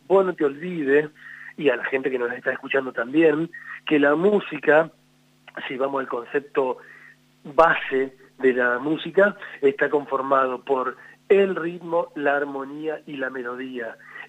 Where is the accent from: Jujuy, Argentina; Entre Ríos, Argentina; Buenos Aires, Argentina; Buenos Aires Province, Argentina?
Entre Ríos, Argentina; Yo también tengo otro grupo en Entre Ríos, de donde yo soy oriundo